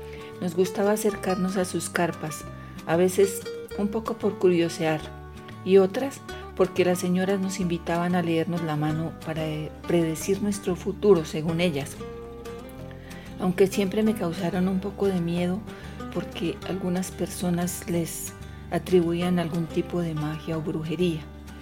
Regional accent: La Calera, Cundinamarca, Colombia; soy de La Calera y hoy quiero compartirles versos desde el encierro

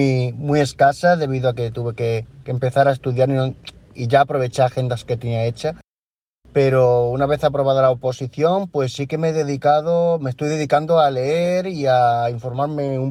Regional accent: Badajoz, Extremadura, Spain; de Badajoz, España

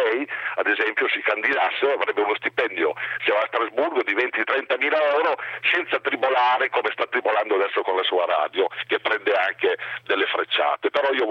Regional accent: Reggio Emilia, Emilia-Romagna, Italy; io sono un emiliano di Reggio Emilia.

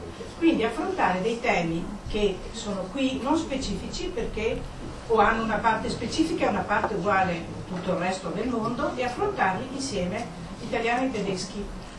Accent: Trentino-Alto Adige, Italy; born there; io sono nato in Badia, mio papà doveva sposare una badiotta, poi sposare mia mamma che era umbra

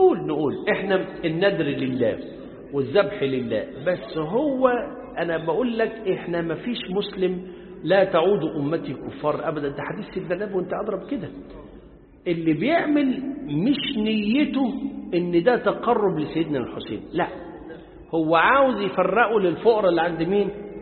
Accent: Upper Egypt, Egypt; ما انا صعيدي زيكم

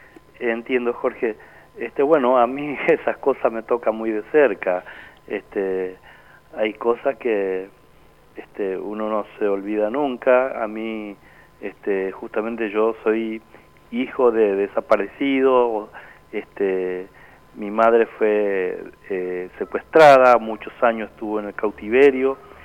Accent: Piribebuy, Cordillera, Paraguay; mi pueblo natal es Piribebuy, yo nací ahí en la compañía 4 de Julio, y bueno, yo recuerdo que cuando asesinaron a mi papá yo tenía 9 años

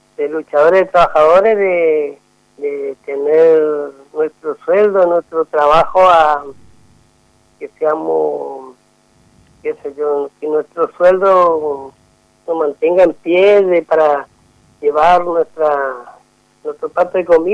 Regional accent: Argentina; Por eso nosotros, como compañeros, trabajadores, como argentinos

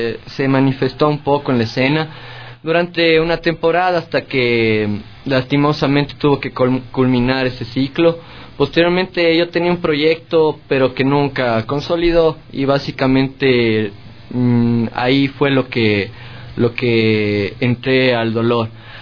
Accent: Cuenca, Azuay, Ecuador; Pero no, cuencano de cepa y a mucha honra.

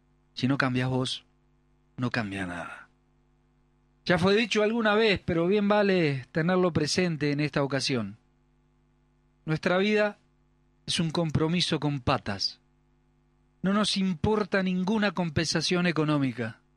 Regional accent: Uruguay; now in Argentina; Pero somos uruguayos y vivimos en la Argentina

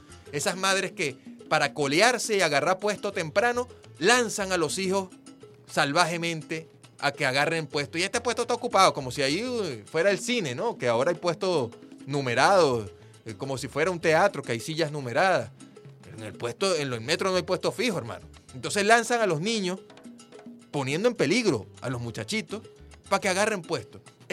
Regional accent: Venezuela

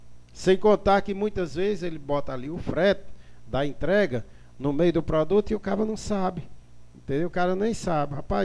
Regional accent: Salitre, Ceará, Brazil; mas gastar eu vou gastar lá em Salitre, entendeu? Eu vou gastar lá na minha terra

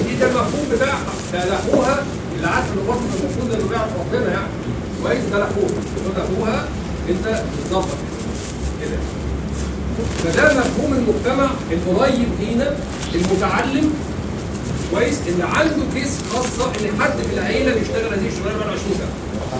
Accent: Egypt; عندنا في مصر مشكله جامده جدا في الثقافه عامه

